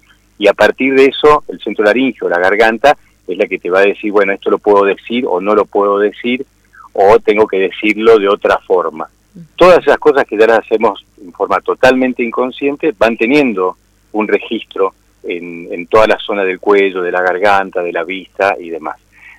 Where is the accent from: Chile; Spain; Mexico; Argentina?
Argentina; Mendoza; born there; moved away as an adult; Sí, un poco de retorno porque estoy volviendo también a mi provincia. Yo nací aquí en Mendoza, me fui a los 20 años dando vueltas y formándome en distintas líneas. Bueno, y ahora estoy acá